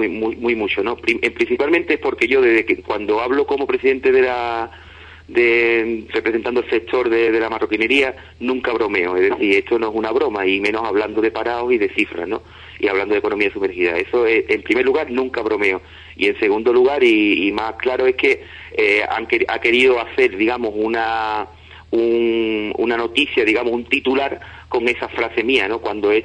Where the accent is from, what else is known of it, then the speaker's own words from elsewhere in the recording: Ubrique, Andalusia, Spain; por otra parte a mi pueblo, ¿no? Ya como ciudadano uriqueño